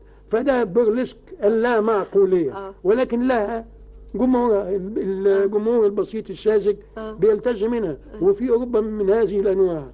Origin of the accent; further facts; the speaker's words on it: Egypt; الكوميديات دي ما حدش بيسمع بها عندنا في مصر